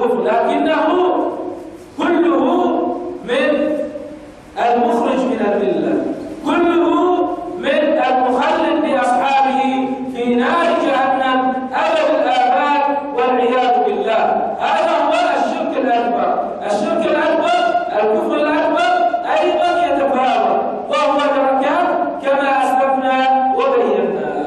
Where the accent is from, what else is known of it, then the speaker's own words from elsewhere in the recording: Bahrain; الرافضة عندنا في البحرين كثر